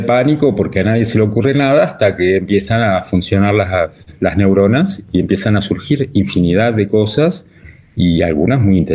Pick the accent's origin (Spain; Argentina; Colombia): Argentina; born there; also born or lived in Europe; Yo nací en Argentina, en una familia de clase media común y terminé trabajando en lugares que nunca me hubiera imaginado. En Europa, en varios países